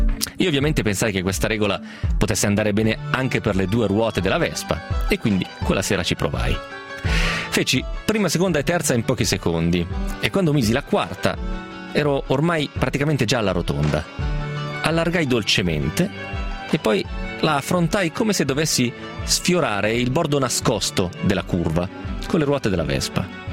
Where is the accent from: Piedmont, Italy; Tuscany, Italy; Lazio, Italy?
Piedmont, Italy; Romentino; passando proprio per il mio di paese, per Romentino. Noi eravamo dei 14enni senza troppe pretese